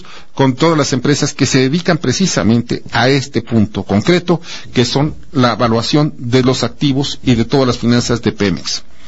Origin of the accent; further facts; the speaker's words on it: Mexico; Los accionistas somos todos los mexicanos, punto.